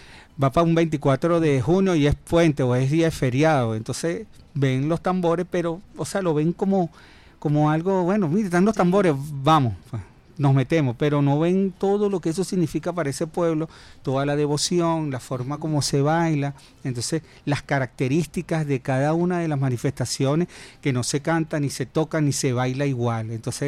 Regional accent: Venezuela; Porque es que somos venezolanos

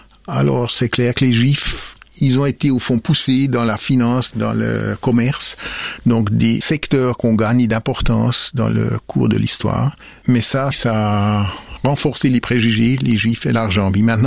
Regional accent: Switzerland; comme juif, alors j'ai dit pourquoi? Parce que je suis suisse.

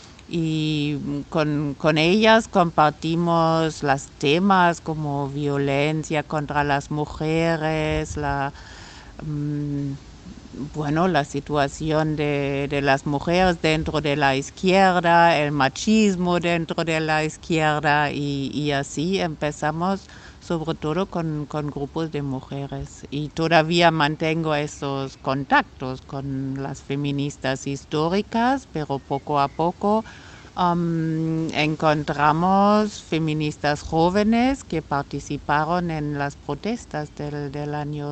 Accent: Germany; como alemana siento cierta responsabilidad de buscar puentes con otras personas, porque con la historia de mi país

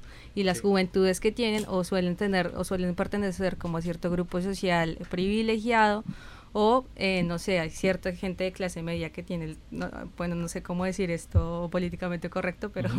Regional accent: Bogotá, Colombia; Inclusive pues dicen que nosotros que somos de Bogotá y que somos del centro, que hace más frío

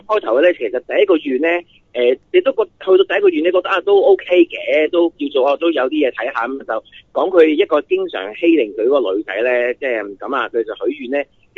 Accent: China; 好似我哋中国人嗰啲全盒咁嘅

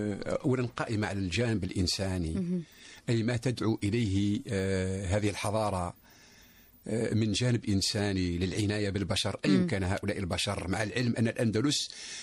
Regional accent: Algeria; also born or lived in Paris, France; أنا عشت في باريس لفترة 5 سنوات واستفدت، ولكن بشرط، لأني أنت تعرف باللي أنا جزائري

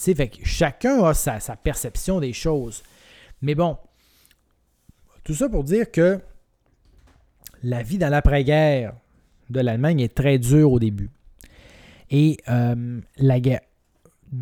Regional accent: Quebec, Canada; moi je viens du Saguenay, je l'ai dit, OK?

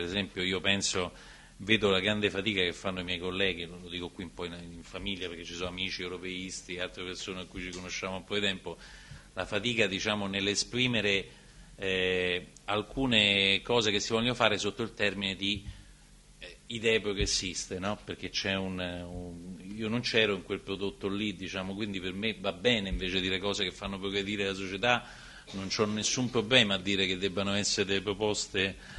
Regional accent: Campania, Italy; accent: Neapolitan; diciamo la mia pronuncia, io sono molto locale, diciamo nel napoletano va a faticare

